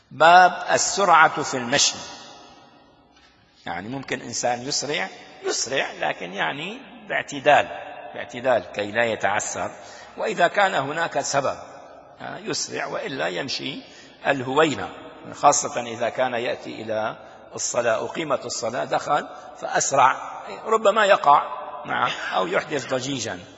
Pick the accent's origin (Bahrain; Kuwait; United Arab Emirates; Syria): Syria; Damascus, Damascus Governorate; عندنا في دمشق الشام